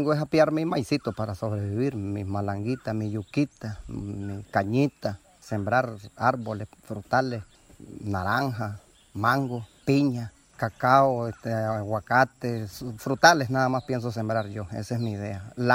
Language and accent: Spanish; Nicaragua; soy nicaragüense, soy nacido en Nicaragua